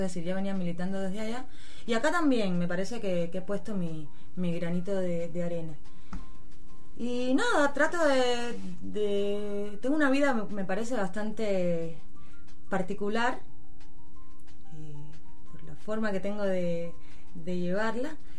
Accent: Cuba; moved away; Vengo de Cuba, estoy acá por amor. Me enamoré, por eso me vine para acá.

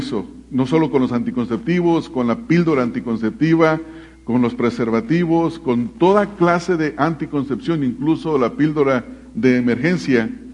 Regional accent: Mexico; en México, en el país de donde yo vengo

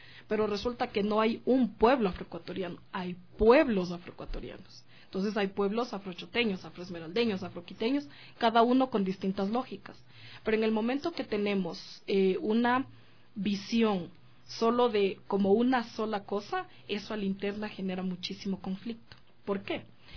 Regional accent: Quito, Pichincha, Ecuador; yo nací y vivo aquí en Quito ya.

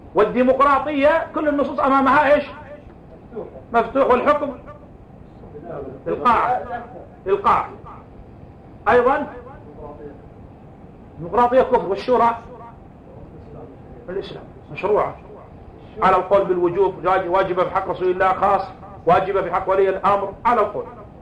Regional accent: Yemen; على الكتاب والسنة التي عندنا في اليمن

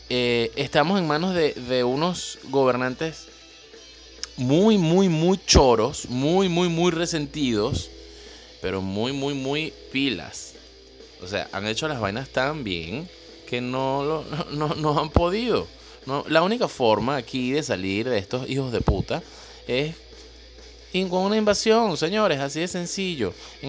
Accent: Caracas, Capital District, Venezuela; Yo viví en el Valle, crecí en el Valle.

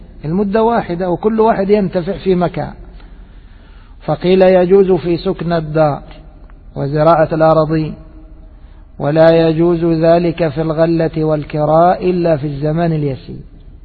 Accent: Egypt; عندنا في مصر مثلا عندنا موسمان، موسم صيفي وموسم شتوي

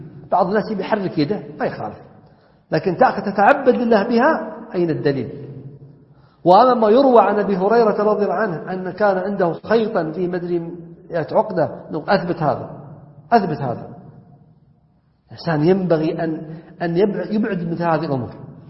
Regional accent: Najd, Saudi Arabia; والعجب أنه بدأ عندنا ينتشر، حنا عندنا في السعودية نجد خصوصا

